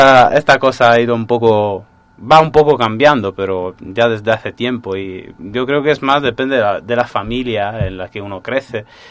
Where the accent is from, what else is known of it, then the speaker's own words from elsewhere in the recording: Sardinia, Italy; Spanish is a second language; Es una tradición, por lo visto, propia de mi pueblo. Por lo menos yo no he hablado con gente de los pueblos alrededores y del resto de Cerdeña